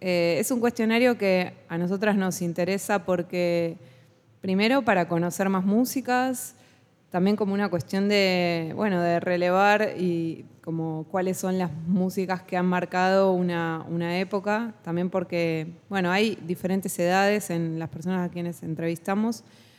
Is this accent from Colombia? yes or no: no; Buenos Aires, Argentina; yo soy porteña de Buenos Aires, pero siempre tuve un afecto así particular.